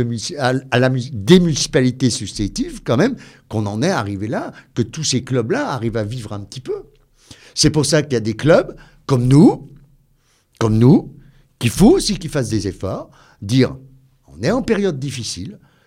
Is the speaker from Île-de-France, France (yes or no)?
no; Bellegarde-sur-Valserine, Auvergne-Rhône-Alpes, France; Moi, je suis né ici. Je suis né en 1966 à Béliard sur Valseron. Maintenant, on est Valseron. Je prends le Valseronois. Je suis un vrai Valseronois.